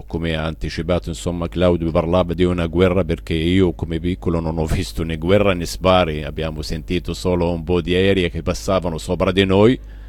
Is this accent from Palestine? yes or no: yes; Palestine; per fortuna io vivo ancora nella mia Palestina e nella mia terra palestinese.